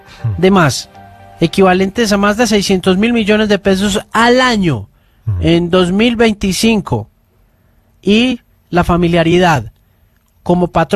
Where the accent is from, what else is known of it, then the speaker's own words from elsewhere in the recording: Miami, Florida, United States; yo me crié en Miami. En Miami todo el mundo bailaba merengue